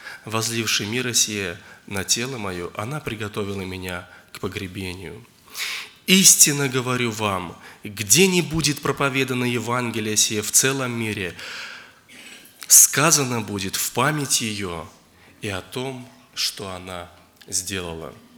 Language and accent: Russian; Zheleznogorsk, Russia; я из Железногорска.